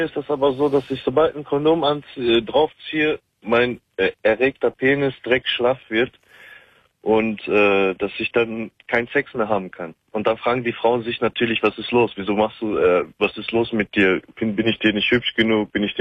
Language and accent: German; North Rhine-Westphalia, Germany; Ich komme aus Nordrhein-Westfalen und habe mal in Sachsen studiert